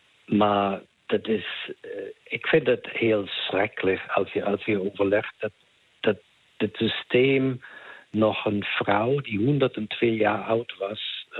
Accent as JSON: {"language": "Dutch", "country": "Germany", "accent": "German", "said": "Dat is de verantwoording die wij als Duitsers hebben voor wat gebeurde in de oorlog."}